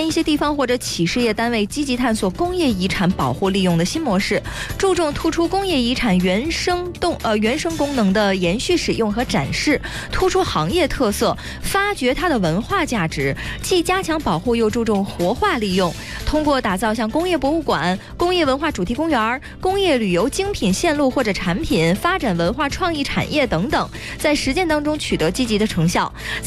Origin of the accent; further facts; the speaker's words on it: Heilongjiang, China; 我的老家。